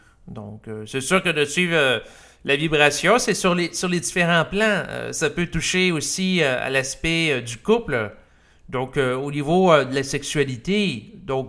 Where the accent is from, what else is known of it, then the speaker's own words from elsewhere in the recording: Quebec, Canada; la conception chrétienne de la sexualité, dans laquelle j'ai grandi au Québec